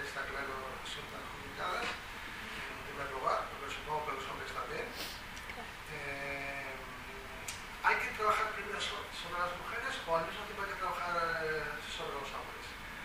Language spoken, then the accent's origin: Spanish; Basque Country, Spain; yo me siento tan perplejo como vasco.